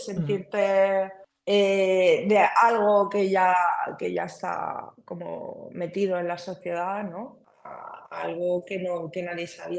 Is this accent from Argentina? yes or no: no; Castile and León, Spain; yo soy de un pueblo muy cerca de Tordesillas, ¿no? De la España profunda. Y a mí me ha pasado volver a mi pueblo, ¿no? En Navidad con mi familia y tal.